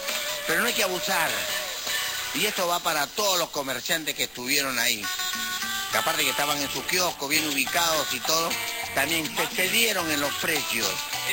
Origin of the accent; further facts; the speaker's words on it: Peru; me compete a mí con todo el derecho porque soy peruano